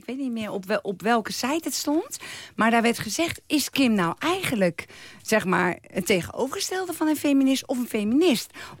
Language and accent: Dutch; The Hague, South Holland, Netherlands; Ja, ik kom officieel uit Den Haag.